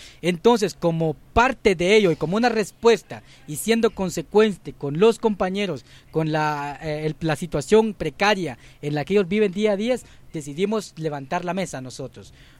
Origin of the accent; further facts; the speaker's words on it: Guatemala; porque es un aliciente más de sentirnos como guatemaltecos